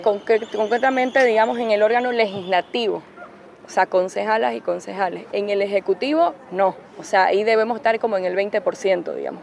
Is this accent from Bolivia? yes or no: yes; Bolivia; la agenda del aborto es una agenda a la que también hemos apostado en Bolivia.